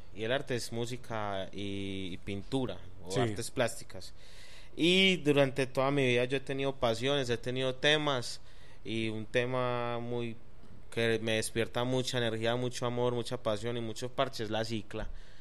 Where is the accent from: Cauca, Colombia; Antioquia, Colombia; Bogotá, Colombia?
Antioquia, Colombia; Medellín; soy un man que vive acá en Medellín, nací acá en Medallo.